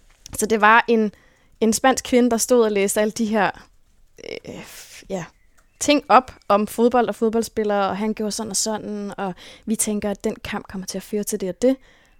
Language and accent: Danish; Copenhagen, Capital Region of Denmark, Denmark; jeg er vokset op på Amager. Født og opvokset på Amager. Og der boede jeg indtil jeg var 12-13 år, hvor mine forældre solgte vores hus.